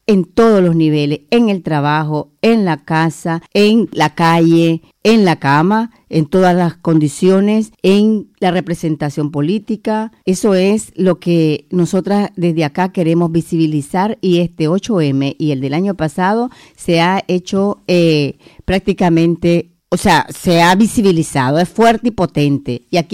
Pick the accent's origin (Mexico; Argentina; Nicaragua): Nicaragua; now in Spain; Hoy, especialmente como una nicaragüense que está por estos lados